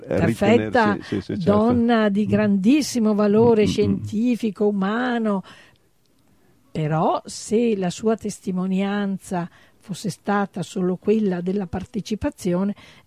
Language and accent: Italian; Treviso, Veneto, Italy; born there; io nata a Treviso, ho studiato al liceo Canova, il mio grande liceo qui trevigiano, però ho avuto l'esperienza padovana, ho studiato a Padova